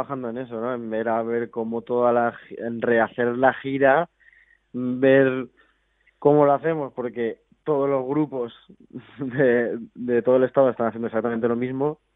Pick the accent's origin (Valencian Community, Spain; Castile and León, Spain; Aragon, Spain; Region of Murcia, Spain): Valencian Community, Spain; Valencia; somos de Valencia. Nosotros tenemos dos idiomas, entonces entre nosotros hablamos los dos.